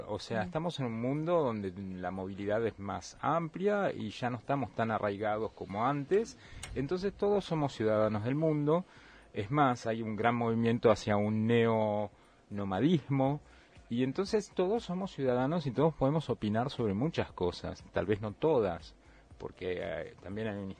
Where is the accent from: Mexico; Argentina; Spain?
Argentina; Buenos Aires; Yo vengo de Buenos Aires